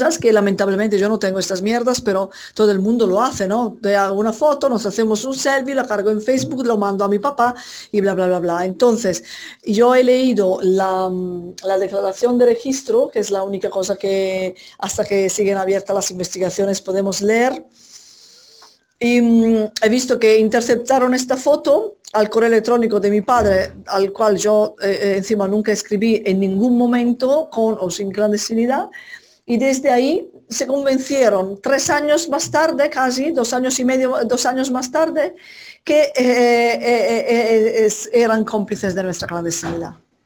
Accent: Italy; Spanish is a second language; now in Argentina; Porque como soy italiana y sabían que hemos estado en Italia

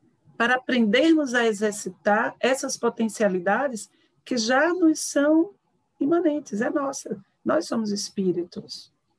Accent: Recife, Pernambuco, Brazil; Mas este amor pelo regional, pela cidade onde nasci, pela cultura de onde advim.

